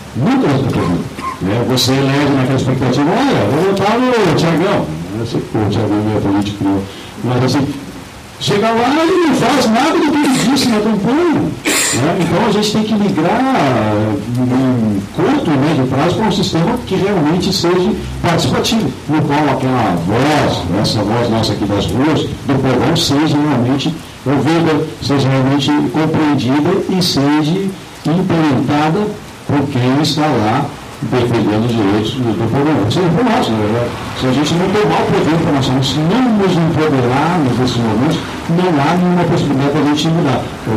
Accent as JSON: {"language": "Portuguese", "town": "Cachoeira do Sul", "region": "Rio Grande do Sul", "country": "Brazil", "tie": "born or raised there", "also_born_or_lived": "Porto Alegre", "said": "eu sou de Porto Alegre, me criei em Cachoeira, sou cachoeira de coração, na verdade."}